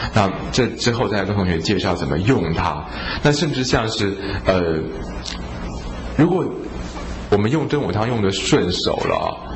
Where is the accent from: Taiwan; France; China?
China; Guangdong; 就我们广东人很喜欢搞这个东西